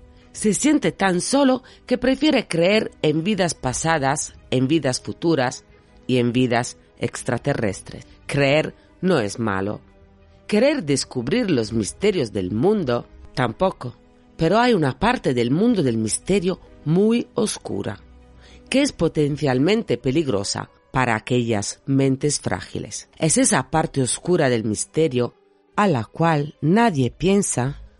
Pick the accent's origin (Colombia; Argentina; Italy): Italy; Sardinia; now in Madrid, Spain; Soy una chica de Cerdeña afincada en Madrid, apasionada por la criminología y por la mente humana.